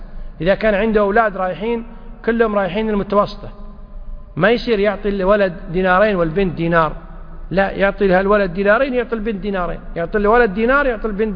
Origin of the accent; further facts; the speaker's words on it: Kuwait; حنا بالعامية عندنا بالكويت يقول هذه لك طول عمرك